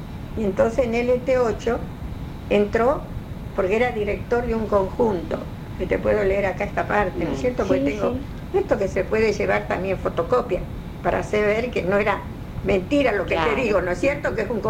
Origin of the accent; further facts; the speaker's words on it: Rosario, Santa Fe, Argentina; soy rosarina, por supuesto.